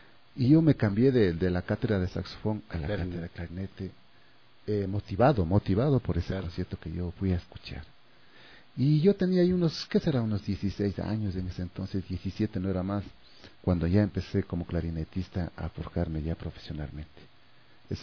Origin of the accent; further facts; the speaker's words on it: San Pedro de Taboada, Pichincha, Ecuador; yo no soy de Amaguaña, yo soy de San Pedro de Taboada